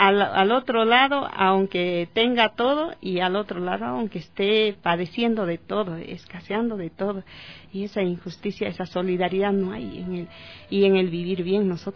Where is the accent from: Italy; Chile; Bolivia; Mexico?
Bolivia; en mi país también hay 36 lenguas, mi país es diverso. Y en el país, en el Estado Plurinacional de Bolivia